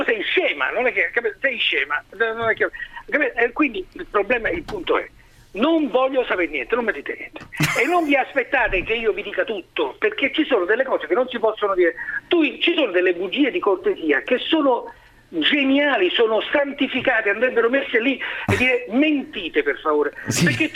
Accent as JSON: {"language": "Italian", "town": "Naples", "region": "Campania", "country": "Italy", "said": "No, ma io sono napoletano, scivolo sulle vocali."}